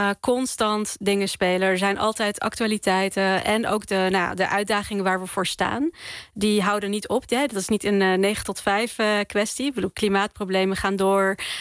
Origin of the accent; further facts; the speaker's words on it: The Hague, South Holland, Netherlands; now in Rotterdam, Netherlands; want ik kom uit Den Haag. Ik woon nu in Rotterdam.